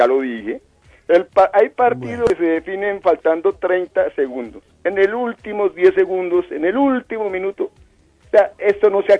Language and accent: Spanish; Bogotá, Colombia; Yo soy Rolo.